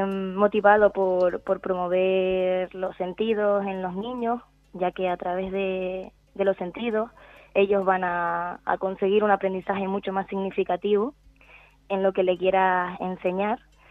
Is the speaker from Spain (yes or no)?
yes; Canary Islands, Spain; pusimos un rasgo de nuestra identidad como canaria